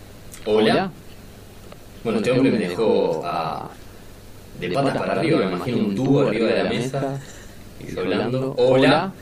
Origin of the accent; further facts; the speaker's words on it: Lobos, Buenos Aires Province, Argentina; Vengo de Lobos. Sí, provincia de Buenos Aires, ¿ubica?